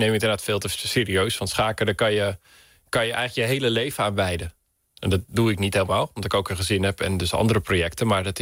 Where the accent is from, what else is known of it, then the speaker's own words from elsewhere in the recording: Friesland, Netherlands; now in Utrecht, Netherlands; Ja, ik woon in Utrecht, maar ik ben Fries, dus ook een beetje allochtoon